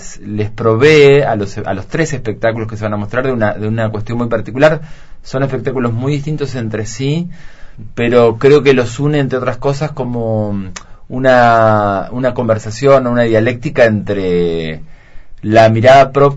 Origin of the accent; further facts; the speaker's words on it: Entre Ríos, Argentina; yo soy de Entre Ríos, también un territorio muy particular, también bastante aislado de la centralidad.